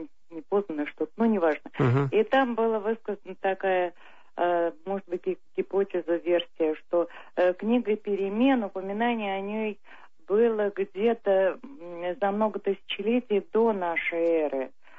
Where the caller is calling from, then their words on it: Moscow, Russia; из Москвы.